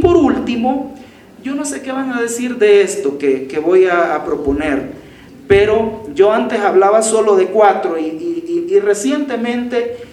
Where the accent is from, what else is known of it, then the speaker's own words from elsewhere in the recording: El Salvador; En general, en América Latina o en mi país. Ah, en El Salvador.